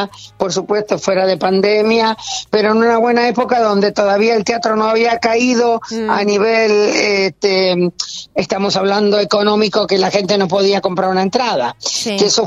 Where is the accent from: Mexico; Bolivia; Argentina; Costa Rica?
Argentina; Buenos Aires; yo nací en Barrio Norte, pero me crié, no es que me mudé.